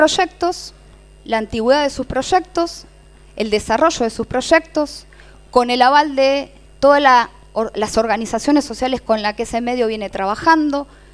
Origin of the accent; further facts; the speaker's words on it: Morón, Buenos Aires Province, Argentina; hay registro de medios en el municipio de Morón, por ejemplo, que es de donde yo vengo.